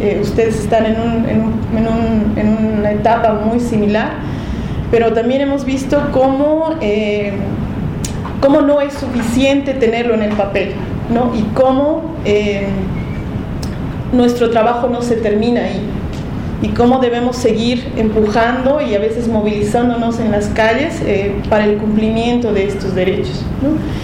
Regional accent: Bolivia; soy de Bolivia y trabajo con una red de organizaciones

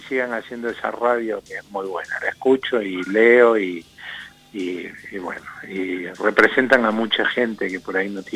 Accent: Buenos Aires, Argentina; now in La Pampa, Argentina; porque como yo no soy de acá, yo soy porteño

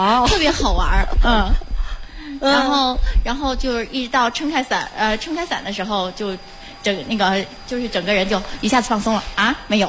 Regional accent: Tianjin, China; 哦，我是天津的。

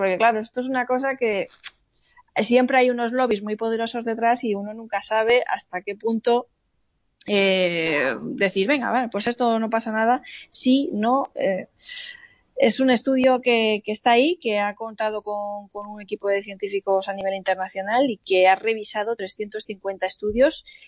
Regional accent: Alicante, Valencian Community, Spain; Menos mal que llevaba unas chanclas como buena alicantina

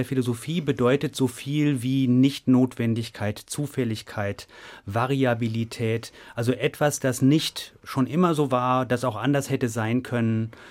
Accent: North Rhine-Westphalia, Germany; ich bin in Nordrhein-Westfalen zur Schule gegangen

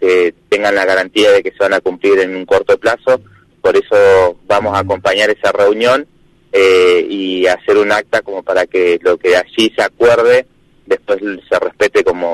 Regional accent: Sierra Grande, Río Negro, Argentina; en la parte de donde soy yo, de Sierra Grande, la zona rural de Pailemán, Los Berros, Icona, Ventana

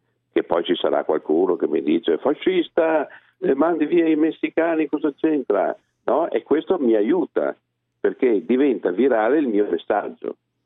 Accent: Veneto, Italy; Io ce le ho frequentati molto, essendo veneto, le osterie so cosa sono.

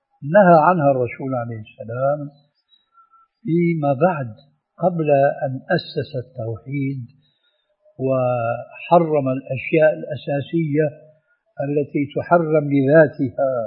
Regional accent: Syria; أنا أعرف هذا في سوريا، ولعل أخواننا المصريين يعرفون مثل هذا أو أكثر. عندنا في سوريا

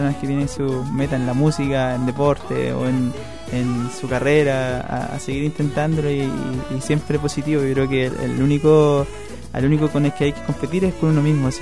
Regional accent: Nueva Imperial, Araucanía, Chile; now in Santiago, Chile; Yo vengo desde Nueva Imperial, desde la novena región.

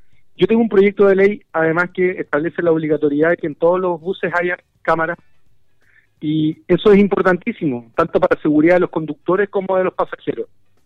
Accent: Chile; la naturaleza que tenemos como chilenos y chilenas es nuestro deber protegerla

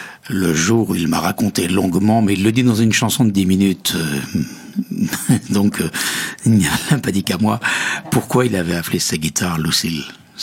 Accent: Metz, Grand Est, France; Pourtant, il est lorrain comme moi. Il est de Nancy, moi je suis de Metz.

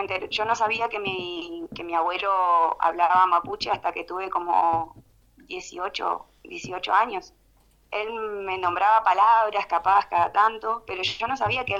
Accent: El Bolsón, Río Negro, Argentina; also born or lived in Trelew / Lago Puelo; Bueno, yo nací en Trelew, soy originaria de Trelew, pero desde muy chiquitos nos fuimos al Bolsón y al Lago Puelo. Así que me he criado entre Bolsón y Lago Puelo, que eso es parte de Chubut y Río Negro.

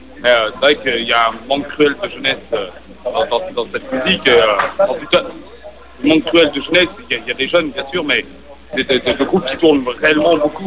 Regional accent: France; c'est vraiment ce qu'on appelle chez nous, en France, on a une expression

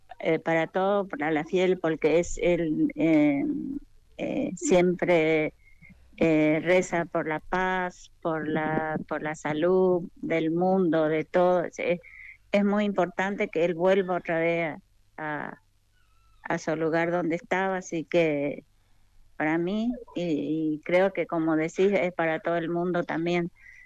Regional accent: Paraguay; now in Argentina; la gente de mi país. Yo soy paraguaya y siempre hacemos rezo, de rezar la novena.

